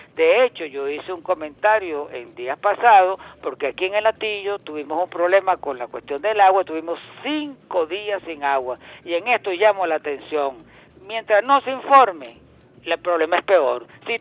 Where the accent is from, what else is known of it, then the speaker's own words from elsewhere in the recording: Caracas, Capital District, Venezuela; yo no soy antillano, yo soy caraqueño en sí, yo soy metropolitano en un sentido